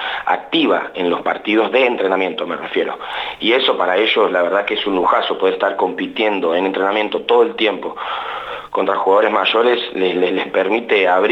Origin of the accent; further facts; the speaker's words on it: Santa Rosa, La Pampa, Argentina; yo soy de acá, de Santa Rosa. Hice mi formación como joven, niño, adolescente, jugando al básquet en Estudiantes.